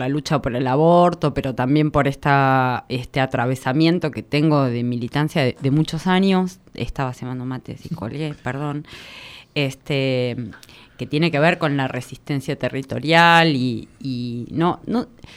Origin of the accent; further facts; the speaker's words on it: Catamarca, Argentina; me traen a Buenos Aires, todo el mundo sabe todo, y yo vengo de Catamarca